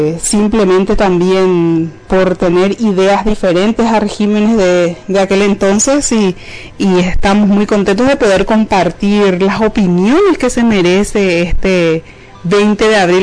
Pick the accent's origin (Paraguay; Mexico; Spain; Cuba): Paraguay; y nosotros también como paraguayos asumiendo la parte que nos corresponde